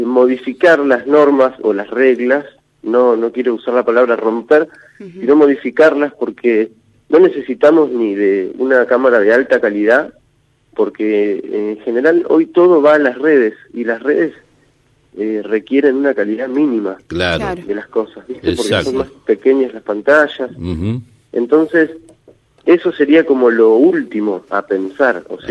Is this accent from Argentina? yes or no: yes; Viedma, Río Negro, Argentina; porque obviamente yo soy de Viedma